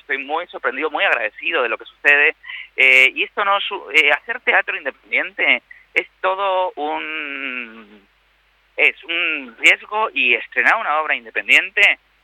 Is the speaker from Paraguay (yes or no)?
no; Spain; now in Argentina; los que estamos fuera de nuestro país, siendo españoles y argentinos